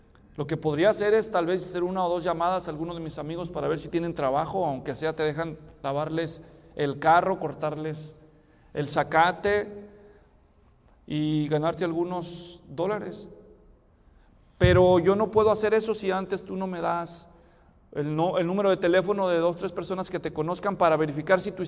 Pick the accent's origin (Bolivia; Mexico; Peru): Mexico; born there; also born or lived in Guatemala; teníamos pasaporte porque vivíamos en Guatemala y somos mexicanos de nacimiento.